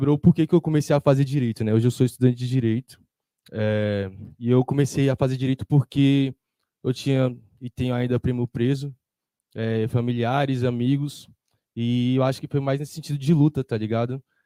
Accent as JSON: {"language": "Portuguese", "town": "Samambaia", "region": "Federal District", "country": "Brazil", "said": "uma dessas famílias, né, que a gente se aproximou mais foi da minha quebrada lá de Sumambaia"}